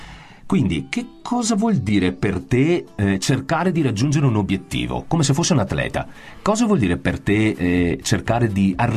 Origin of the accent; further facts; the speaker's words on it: Stanghella, Veneto, Italy; un gruppo straordinario che è nato a Stanghella, il mio paese d'origine.